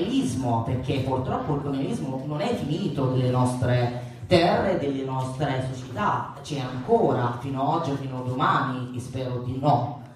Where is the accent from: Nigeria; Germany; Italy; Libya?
Libya; chi mi conosce sa che vengo dalla Libia